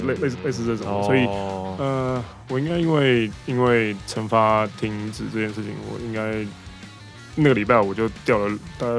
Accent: Taiwan; also born or lived in United Kingdom; 他们第一个反应都是直觉说你是哪里人？台湾人。然后加上我的身份证后面背面出生地是写英国。

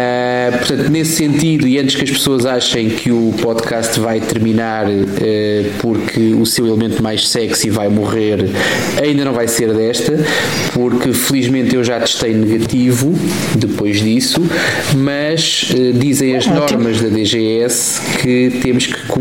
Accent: Portugal; nós somos portugueses, caramba, temos o lado positivo das coisas

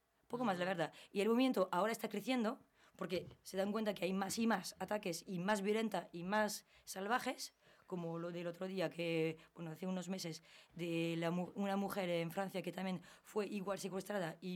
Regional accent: Algorta, Basque Country, Spain; Van a mi pueblo, en Algorta

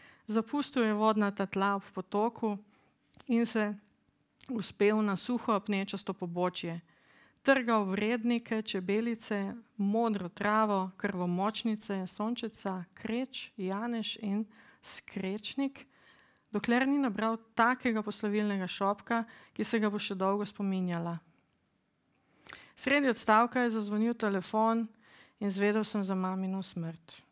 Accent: Maribor, Drava, Slovenia; ker sem kot otrok prečepela dneve v pionirske knjižnici v Mariboru

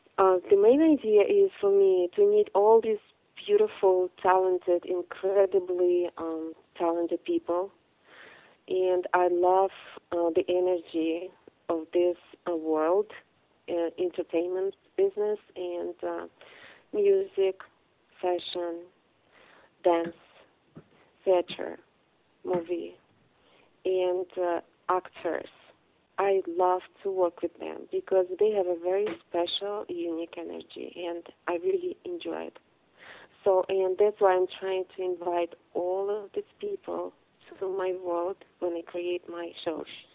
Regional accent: Bishkek, Chüy Region, Kyrgyzstan; English is a second language; I'm from Central Asia, Bishkek, Kyrgyzstan.

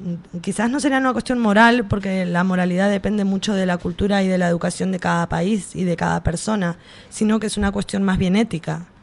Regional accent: Argentina; Yo soy argentina, América Latina vivió procesos de reestructuración económica

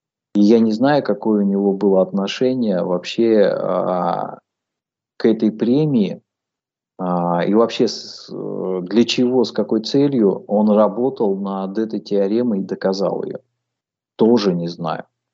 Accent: Kemerovo Oblast, Russia; moved away as an adult; also born or lived in Tomsk; now in Sevastopol; я проживаю в Севастополе 7 лет. До этого проживал в Томске. То есть я житель и уроженец Западной Сибири. Я родился в Кемеровской области, работал в Кемерово и Томске

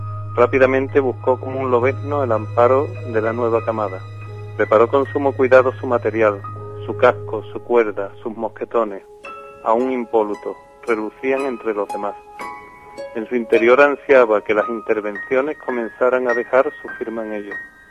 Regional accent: Seville, Andalusia, Spain; soy un enfermero sevillano que, bueno, he desarrollado mi labor profesional en el Ayuntamiento de Sevilla

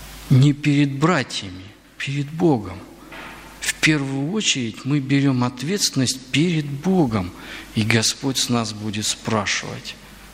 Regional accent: Bryansk Oblast, Russia; Ну, я вот немножко родом из Брянской области, я там просто прожил достаточно долгое время

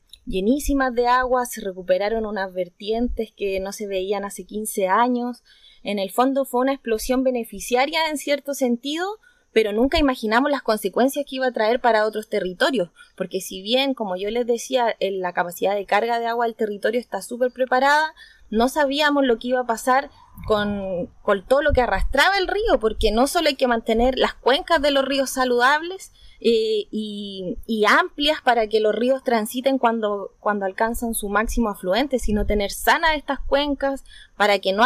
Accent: Docamávida, Maule, Chile; vengo de la comunidad de Docamávida, es una comunidad absolutamente agrícola, a 30 kilómetros de la playa.

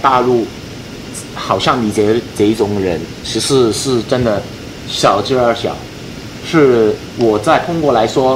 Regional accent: Hong Kong; 我们香港人

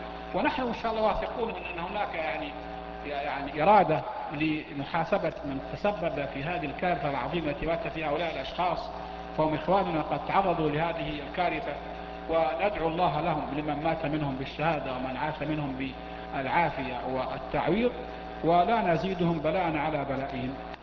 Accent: Mecca, Makkah Province, Saudi Arabia; مكة عندنا في مكة نفس الشيء، تأتي السيول ونغرق في شبر ماء كما يقال

